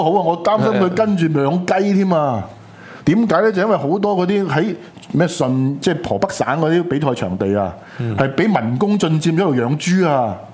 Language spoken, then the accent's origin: Cantonese; Hong Kong; 其实我哋香港人。其實廣東人對於今次呢個國旗問題咧